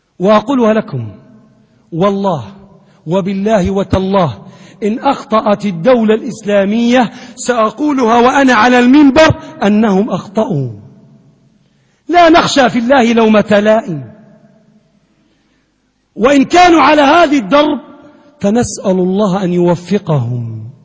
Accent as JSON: {"language": "Arabic", "country": "Libya", "said": "اللهم من أراد بلادنا ليبيا بسوء"}